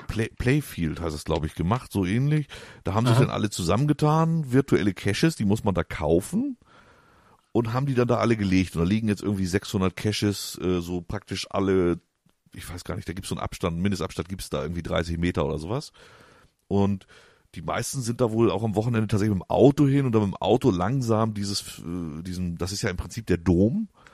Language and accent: German; Hamburg, Germany; ich komme aus dem Süden von Hamburg, deswegen schlägt ich das Hamburgische nur nicht ganz so rein. Das ist zwar schon die Bezugsstadt natürlich, aber wir sind direkt an der Grenze zu Niedersachsen, also mehr dörflich.